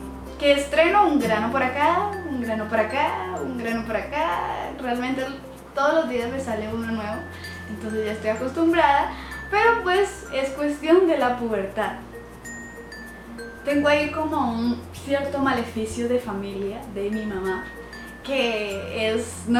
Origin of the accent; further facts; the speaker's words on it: Colombia; Nací el 27 de febrero de 1998. Soy orgullosamente colombiana.